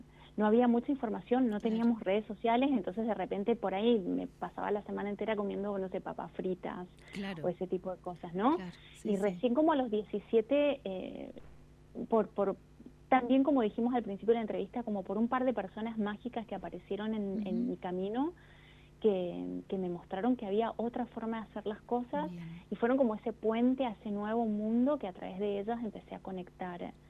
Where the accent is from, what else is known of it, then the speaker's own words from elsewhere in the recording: Mendoza, Argentina; Yo nací en Mendoza, vivo acá, vivo en Godoy Cruz, que es una ciudad dentro de Mendoza, y siempre he estado acá. Nací acá y aquí me quedé